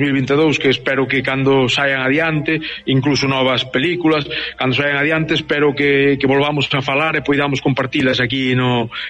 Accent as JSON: {"language": "Galician", "town": "Mazaricos", "region": "Galicia", "country": "Spain", "said": "eu son de Pino de Val, unha aldea de Mazaricos, do concello de Mazaricos."}